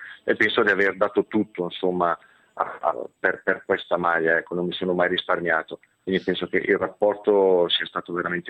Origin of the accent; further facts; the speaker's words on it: Settala, Lombardy, Italy; alla Settalese, che era la mia prima squadra del mio paese, al primo provino al Milan, che avevo 13 anni